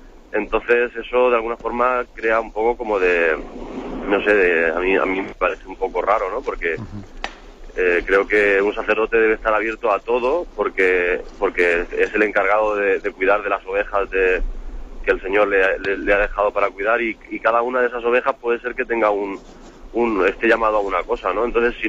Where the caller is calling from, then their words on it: Alicante, Valencian Community, Spain; Bueno, yo quería saludarle, le llamo de Alicante.